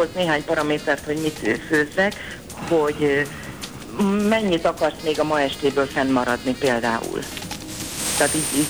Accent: Hajdúnánás, Hajdú-Bihar, Hungary; Hajdunánáson nőttem föl.

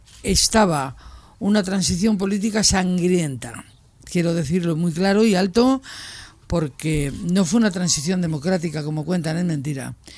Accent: Madrid, Community of Madrid, Spain; me crié en Madrid. Tengo el primer desahucio con 11 años, que nos tiran la casa para hacer la avenida de San Francisco el Grande, más grande. Y nos llevan a San Cristóbal de Los Ángeles, que era un descampado con 4 bloques.

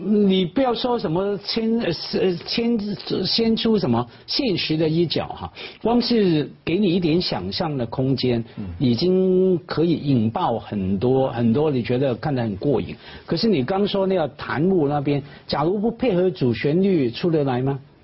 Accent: Hong Kong; 可是又看到我们作为香港人了、啊，学习不小

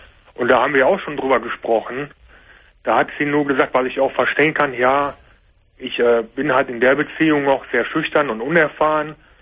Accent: Koblenz, Rhineland-Palatinate, Germany; born there; Geboren bin ich in Koblenz.

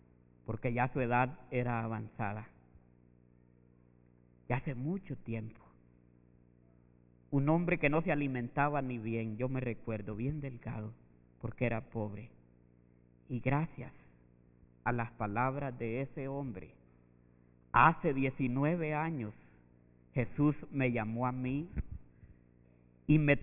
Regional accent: El Salvador; Es un hombre que vive un poco distanciado de donde yo soy. Así pobre como somos en nuestros países, Centroamérica, El Salvador.

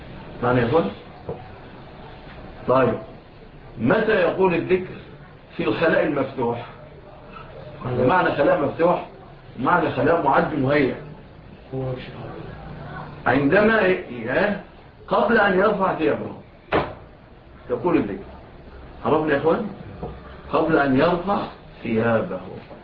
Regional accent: Egypt; إلى بلادنا مصر

